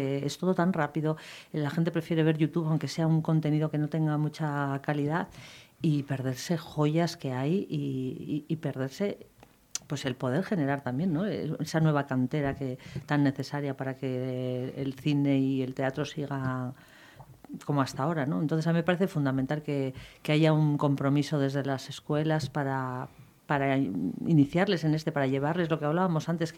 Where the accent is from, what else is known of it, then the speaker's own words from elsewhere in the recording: Barakaldo, Basque Country, Spain; also born or lived in many places; Ay, mi Baracaldo, pues ¿qué te voy a decir, mi Baracaldo? Yo soy súper defensora. Yo siempre digo que mi pueblo es lo mejor que... Donde mejor he vivido. He vivido por circunstancias en muchos sitios, pero siempre vuelvo a mi casa.